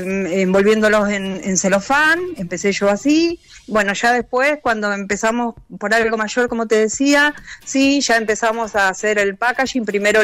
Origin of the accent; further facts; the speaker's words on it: General Alvear, Buenos Aires Province, Argentina; yo trabajaba en General Alvear, que es mi ciudad natal, y que está pegada a Saladillo.